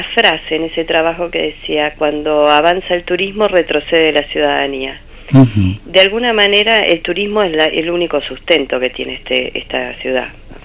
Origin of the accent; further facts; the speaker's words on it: Entre Ríos, Argentina; also born or lived in Buenos Aires; Me crié de chiquita en un pueblo en Entre Ríos. Y bueno, pero estudié en la ciudad de Buenos Aires.